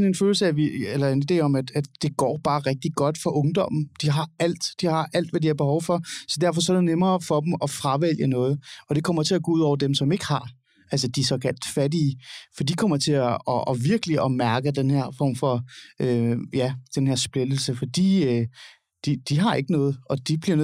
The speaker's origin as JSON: {"language": "Danish", "region": "Capital Region of Denmark", "country": "Denmark", "tie": "born or raised there", "said": "Jeg er vokset op i Nordsjælland."}